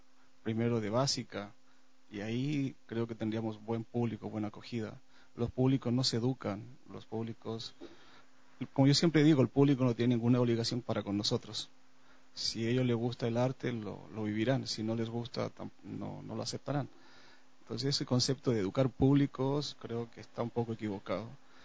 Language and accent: Spanish; Chile; now in Ecuador; cabe recordar que soy chileno, me crié en una dictadura y en ese marco histórico encontré la danza